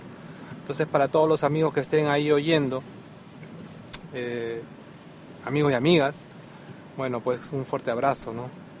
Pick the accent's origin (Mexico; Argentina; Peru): Peru; moved away; por lo menos en mi tierra natal, Perú, el día de los enamorados era el día